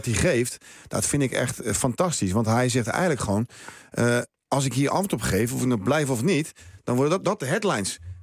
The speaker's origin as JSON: {"language": "Dutch", "town": "Rotterdam", "region": "South Holland", "country": "Netherlands", "said": "Ik kom ook uit Rotterdam."}